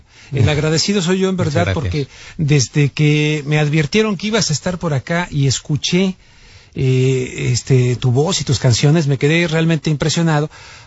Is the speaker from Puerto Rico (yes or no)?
no; Mexico; pero ahí ya incluiste algo de mi patria, de México